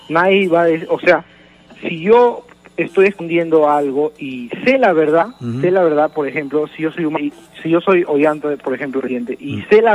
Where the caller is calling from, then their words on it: Villa El Salvador, Lima, Peru; De Villa El Salvador.